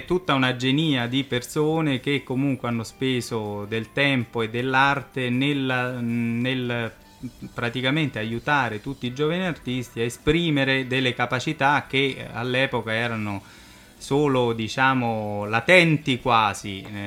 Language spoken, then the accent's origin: Italian; Rome, Lazio, Italy; vengo da Roma ma la mia famiglia è veneziana, per cui insomma back to the roots direbbero gli americani.